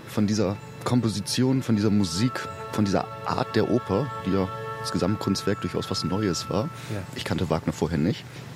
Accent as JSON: {"language": "German", "town": "Bremerhaven", "region": "Bremen", "country": "Germany", "tie": "born or raised there", "said": "Ich bin eigentlich aus Bremerhaven, dort geboren, 18 Jahre lebte ich dort."}